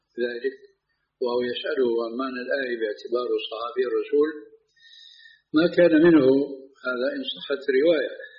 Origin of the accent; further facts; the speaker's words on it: Syria; now in Jordan; ولو أمثلة هنا في الأردن وفي عندنا في سوريا